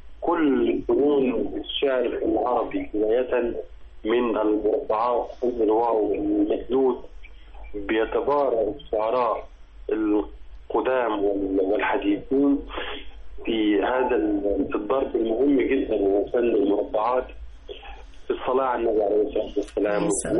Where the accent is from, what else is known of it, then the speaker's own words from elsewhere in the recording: Sohag Governorate, Egypt; من قريه المسعيد الشرقيه.